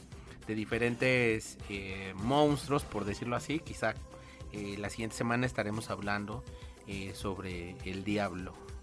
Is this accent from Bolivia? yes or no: no; Mexico; esta fecha que creo que es muy importante para nosotros como mexicanos